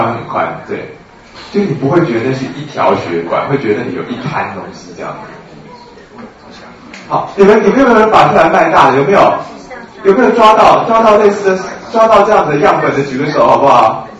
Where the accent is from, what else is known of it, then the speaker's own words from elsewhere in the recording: Taiwan; 因为我们台湾人普遍来讲脉都很虚啊。我觉得我们台湾的这种阴阳虚实是有坐标偏离的现象